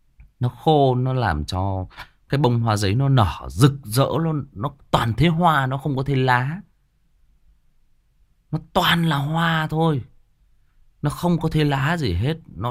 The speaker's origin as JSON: {"language": "Vietnamese", "region": "Thai Nguyen", "country": "Vietnam", "said": "Chè thì mình là người Thái Nguyên cho nên là cái mồm chè của mình nó sành lắm."}